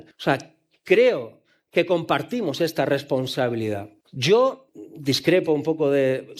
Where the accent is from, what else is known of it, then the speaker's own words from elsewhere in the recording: Catalonia, Spain; Yo soy catalán, soy independentista, soy republicano, soy progresista